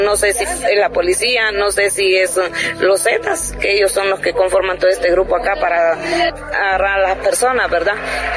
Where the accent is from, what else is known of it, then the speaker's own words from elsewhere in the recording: Tegucigalpa, Francisco Morazán, Honduras; vengo de Tegucigalpa, Honduras